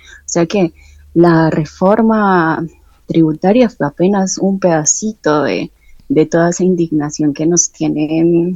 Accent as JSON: {"language": "Spanish", "town": "Medellín", "region": "Antioquia", "country": "Colombia", "said": "yo soy de Medellín"}